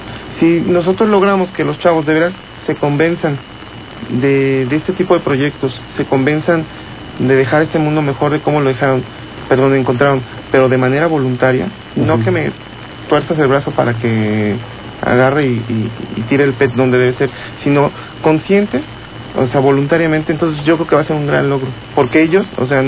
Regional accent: Mexico; estamos aquí, somos mexicanos

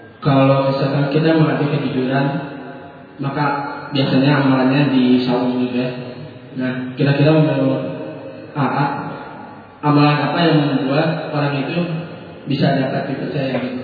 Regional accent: Cimahi, West Java, Indonesia; Saya dari Cimahi.

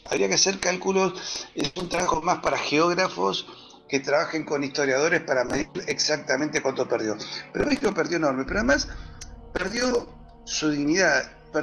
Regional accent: Hurlingham, Buenos Aires Province, Argentina; Yo me crié en un lugar en el Gran Buenos Aires que se llama Hurlingham, o se pronuncia Hurlingham, donde hay un barrio inglés, y es llamativo porque ahí vivían los ingleses que vinieron con los ferrocarriles, con las empresas británicas, etc.

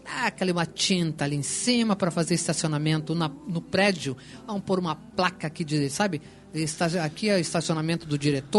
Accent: Foz do Iguaçu, Paraná, Brazil; quando falo de Foz, eu fico exaltada. Ah, eu quero tudo de bom para minha terra.

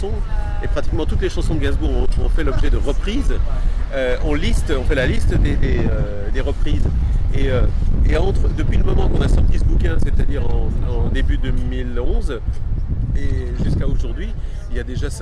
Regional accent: Belgium; Non, je suis belge.

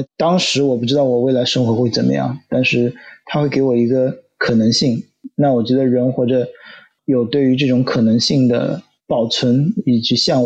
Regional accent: Shanghai, China; 即便是我来自于上海非常怎么讲 privilege 非常有特权的这个城市，

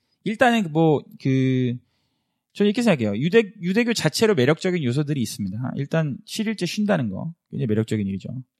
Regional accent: South Korea; now in United States; 우리끼리 한국 사람들끼리 미국에서 똘똘 뭉치면

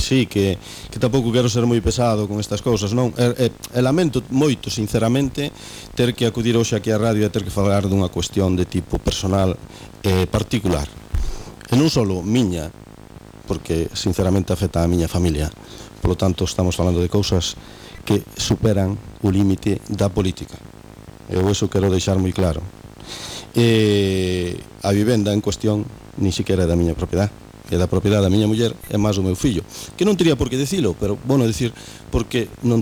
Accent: Arzúa, Galicia, Spain; Nos, sencillamente, somos unha familia que somos de Viñós, da Arzúa, de toda a vida

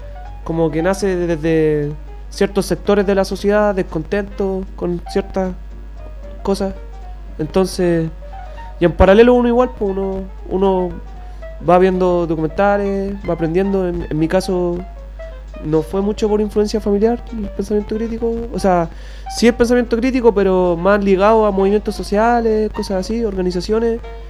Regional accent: Concepción, Biobío, Chile; Somos puros cabros de Conce, haciendo hip hop autogestionado. Y aquí en Santiago participando en La Laucha.

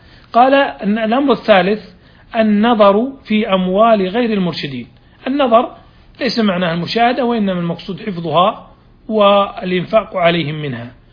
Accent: Saudi Arabia; والآن يعني في عندنا في المملكة العربية السعودية صار عندنا قضاء التنفيذ

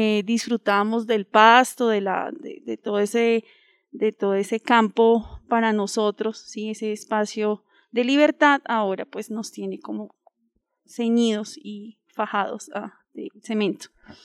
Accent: Bogotá, Bogotá Capital District, Colombia; Bueno, venimos de Husme, sí, el contexto, venimos de Husme rural

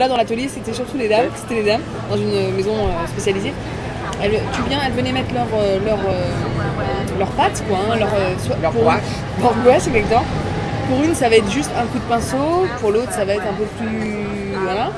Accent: Réunion; born or raised there; also born or lived in Lorraine / Paris

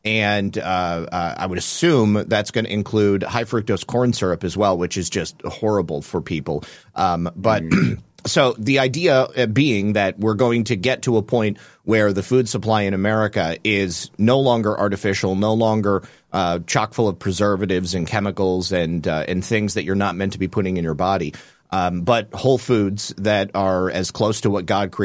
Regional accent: Michigan, United States; also born or lived in Ohio; I was born and raised in Michigan, and Lisa and I lived in Ohio for a couple of years, too, because that's where she's from.

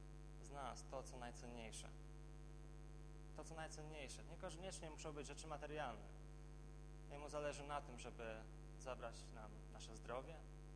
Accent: Warsaw, Masovian Voivodeship, Poland; jako warszawiak no niewiele wiem na temat paszenia owiec

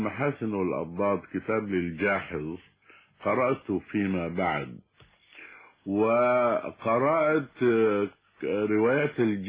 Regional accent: Sudan; عندنا في السودان الابتدائي هي المرحلة التالية للمرحلة الأولية

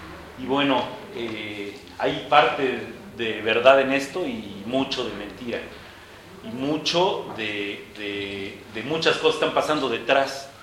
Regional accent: Chiapas, Mexico; vengo del estado de Chiapas, México.

